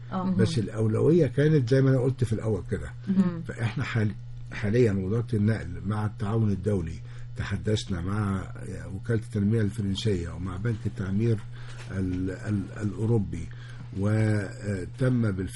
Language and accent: Arabic; Alexandria, Alexandria Governorate, Egypt; وانا نص اسكندراني